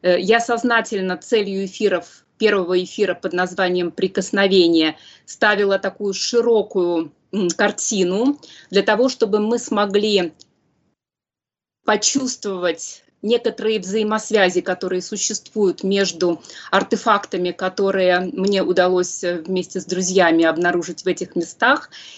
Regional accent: Saint Petersburg, Russia; born there; Мое исследование началось еще с молодости, с Петербурга, потом продолжилось, где я родилась

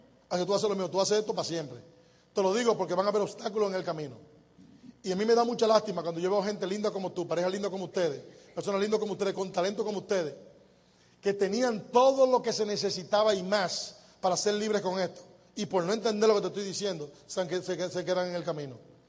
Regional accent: Dominican Republic; Yo soy dominicano para siempre.

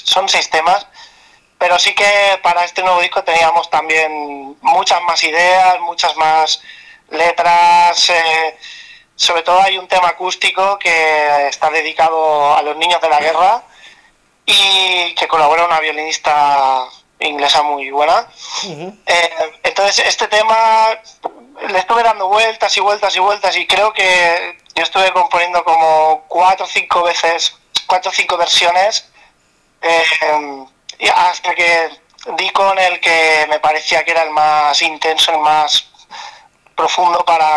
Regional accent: Barcelona, Catalonia, Spain; nosotros somos de Barcelona, uh-huh. Del área metropolitana más o menos

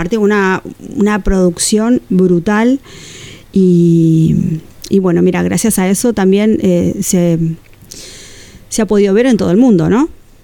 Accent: Bilbao, Basque Country, Spain; Soy una baldosita de Bilbao.

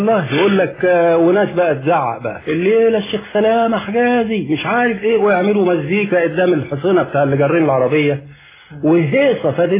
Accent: Mansoura, Dakahlia, Egypt; عندنا في المنصورة

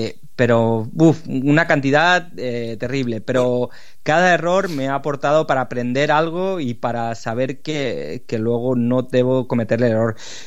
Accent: Lleida, Catalonia, Spain; no conozco a nadie de Madrid, yo soy de Lleida

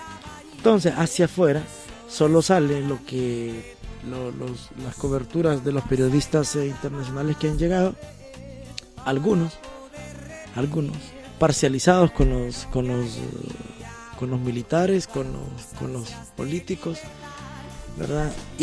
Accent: Honduras; somos un país de 7 millones de personas, 7 millones y medio, con una economía tan débil

